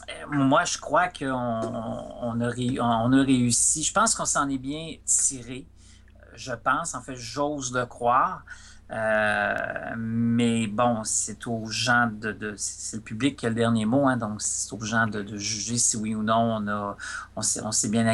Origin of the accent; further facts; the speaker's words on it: Rivière-du-Loup, Quebec, Canada; j'ai grandi sur le bord du fleuve. Tu sais, j'ai grandi à Rivière-du-Loup